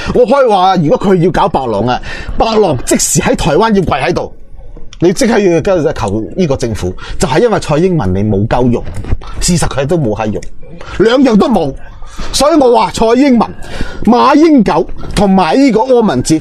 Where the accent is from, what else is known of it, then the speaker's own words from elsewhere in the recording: Hong Kong; 我哋香港人都睇到好撚嬲嘅